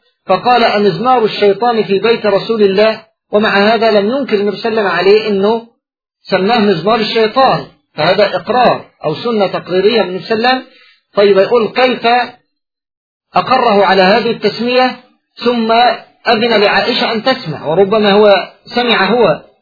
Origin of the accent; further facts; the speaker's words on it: Egypt; كما هو موجود فيما يعرف عندنا في مصر بالطار البلدي